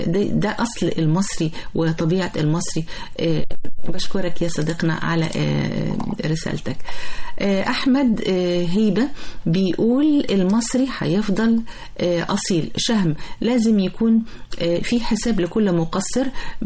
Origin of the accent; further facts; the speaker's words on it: Egypt; طبعا الواحد بيفتخر والله ان هو مصري الى ابد الابدين ان شاء الله